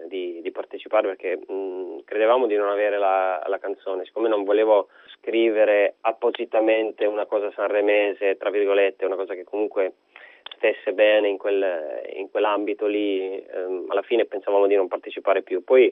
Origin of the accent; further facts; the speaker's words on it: Albania; now in Italy; io mi sento albanese con passaporto italiano, quindi mi sento anche italiano.